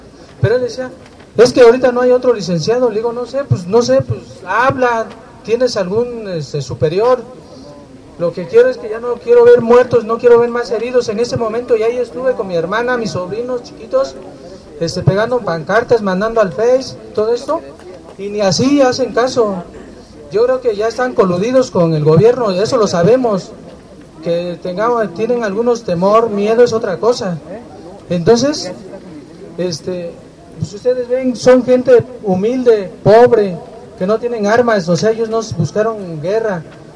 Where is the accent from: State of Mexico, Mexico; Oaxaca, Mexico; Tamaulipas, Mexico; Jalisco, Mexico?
Oaxaca, Mexico; Nochixtlán; Yo también soy de Nochislán, de Zahuatlán, pero estoy cerca, a 7 kilómetros. Entonces yo conozco a todos.